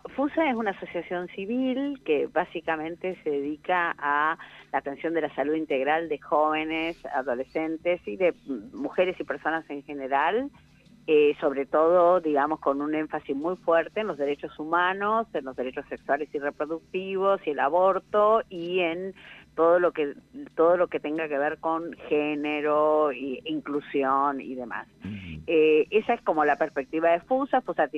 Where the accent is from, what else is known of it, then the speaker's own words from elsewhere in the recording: Doblas, La Pampa, Argentina; moved away as an adult; also born or lived in Santa Rosa; Sí, en Santa Rosa, pero digo, fue mi madre ahí para que naciera, pero soy de Doblas.